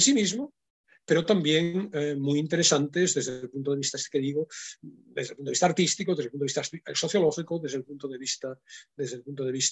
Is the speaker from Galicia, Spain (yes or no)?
yes; Galicia, Spain; ahí está quizá el gallego que soy yo, ¿no?